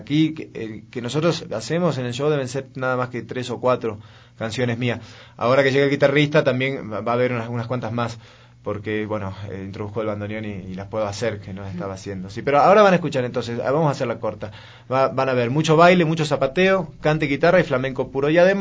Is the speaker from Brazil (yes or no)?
no; Argentina; paradójicamente siendo argentinos y extranjeros al flamenco